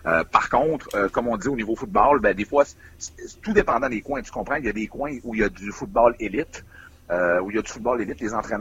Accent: Quebec, Canada; c'est le même principe chez nous au Québec

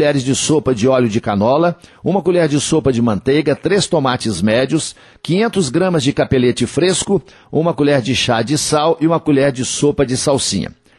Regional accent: Coromandel, Minas Gerais, Brazil; Dia 5 de julho tem show de … no Parque de Exposições Antônio Dagger, lá na minha terra, em Coromandel, na Festa do Leite, na Feira do Leite

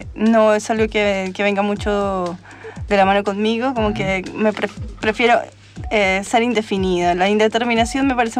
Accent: Colombia; born there; Me siento latinoamericana, nací en Colombia.

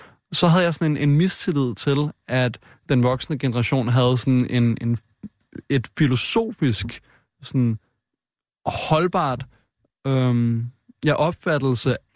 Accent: Frederiksberg, Capital Region, Denmark; born or raised there

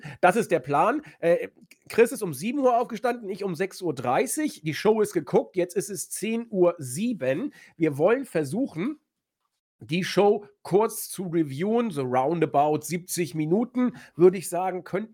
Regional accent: Northern Germany, Germany; Also ich komme ja hier aus dem Norden

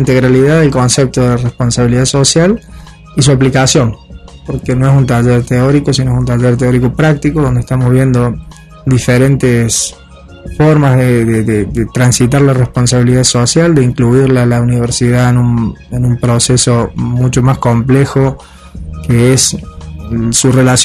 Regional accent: Córdoba, Argentina; now in Europe; aunque yo soy argentino, como se escucha un poquito el acento, soy cordobés, pero ya hace muchos años que estoy en Europa trabajando en estas temáticas.

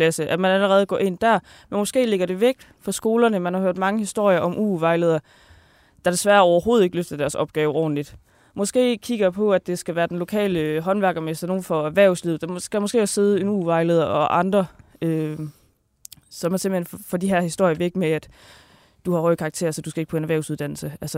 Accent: Kolding, Region of Southern Denmark, Denmark; jeg kommer fra Kolding, og der ligger noget tæt på, der hedder Haderslev.

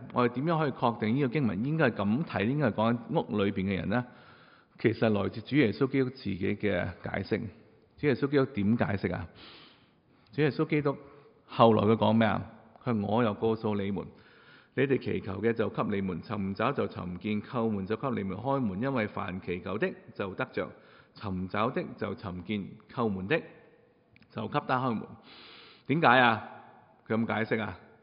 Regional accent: China; 因为我哋中国人觉得呢个系叫客气

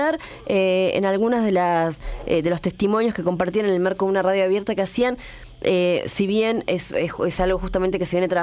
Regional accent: La Plata, Buenos Aires Province, Argentina; Nosotros que somos de La Plata, fue un día típicamente platense

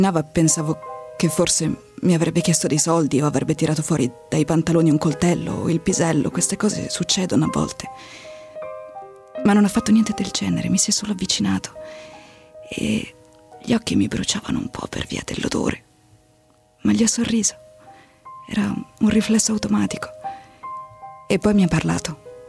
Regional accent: Milan, Lombardy, Italy; Però mamma romana e io nata e cresciuta a Milano

